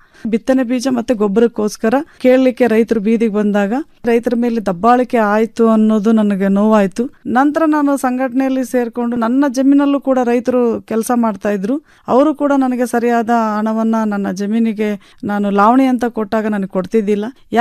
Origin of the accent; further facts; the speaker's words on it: Betkaduru, Karnataka, India; ನನ್ನ ಬಾಲ್ಯ ಜೀವನ ಅಂತೂ ಬೆಟ್ಕಡೂರು ಗ್ರಾಮದಲ್ಲಿ ಪ್ರಾಥಮಿಕ ಶಾಲೆ, ನಂತರ ಹಿರಿಯ ಪ್ರಾಥಮಿಕ ಶಾಲೆ ತಾಳಿಕಟ್ಟೆ ಅಂತ, ಹೈಸ್ಕೂಲು ಚನ್ನಗಿರಿ ಅಂತ, PUC ಶಿವಮೊಗ್ಗ.